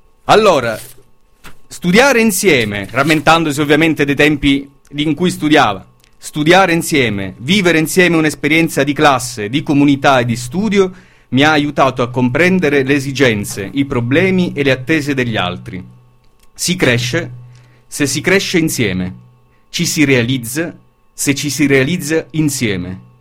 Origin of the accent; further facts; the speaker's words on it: Taormina, Sicily, Italy; io sono di Taormina messinese